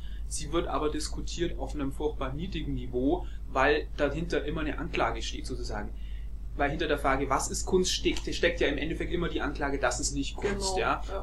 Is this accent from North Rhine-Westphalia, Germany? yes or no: no; Augsburg, Bavaria, Germany; Ja, ich komme aus Augsburg, was man vermutlich auch hört. Bayern.